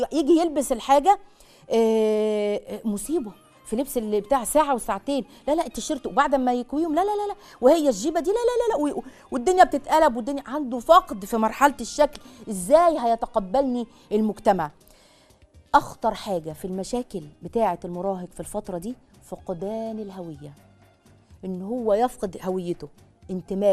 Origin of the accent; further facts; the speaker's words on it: Egypt; مش عارفة أنا مصري عصري يعني ولا إيه